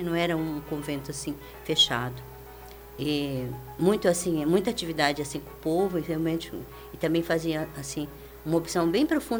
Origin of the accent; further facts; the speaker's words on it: Sertanejo, Paraná, Brazil; eu nasci em Sertanejo, uma cidade do norte do Paraná. É, assim, a maioria das pessoas lá eram japoneses mesmo.